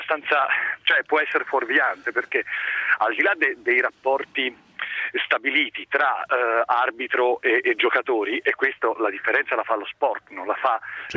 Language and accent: Italian; Tuscany, Italy; Io da toscano sinceramente non me la prendo così.